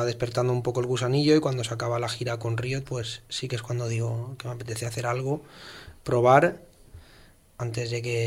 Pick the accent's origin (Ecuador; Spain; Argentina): Spain; Valencian Community; yo todo lo que había hecho antes lo había hecho en castellano, que es mi lengua materna. Uh-huh. Pero hablaba valenciano desde bien pequeño, por el colegio y eso...